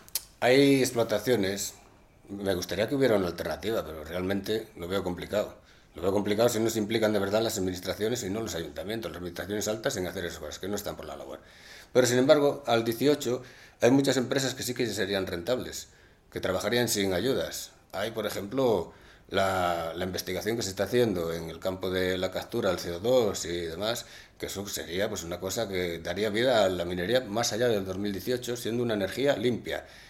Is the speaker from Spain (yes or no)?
yes; Fabero, Castile and León, Spain; Yo soy de Favero